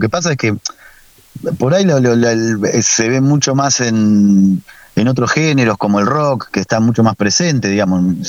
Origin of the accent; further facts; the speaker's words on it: Argentina; que nos representan muchísimo como argentinos también